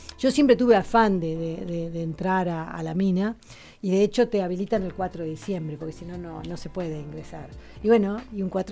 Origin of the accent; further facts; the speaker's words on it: Río Turbio, Santa Cruz, Argentina; Mi pueblo en Río Turbio. Yo crecí en Río Turbio, que tiene las minas de carbón